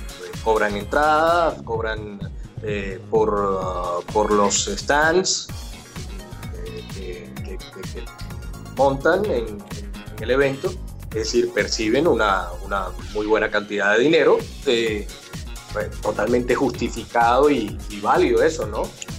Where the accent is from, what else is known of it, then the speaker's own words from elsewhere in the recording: Mexico; de alguna manera, tengo que compensar ese dinero que no voy a ganar aquí en mi país, en el otro trabajo, para poder ir.